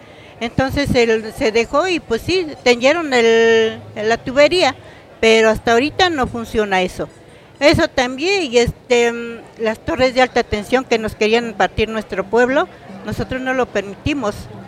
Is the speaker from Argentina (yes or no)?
no; Juan C. Bonilla, Puebla, Mexico; Nosotros venimos del municipio de Juan Cebonilla, de aquí de por los volcanes.